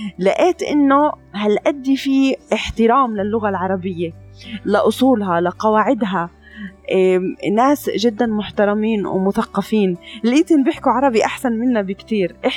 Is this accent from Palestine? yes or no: yes; Palestine; كمان نقطة كتير أنا بحب أحكيها كفلسطينية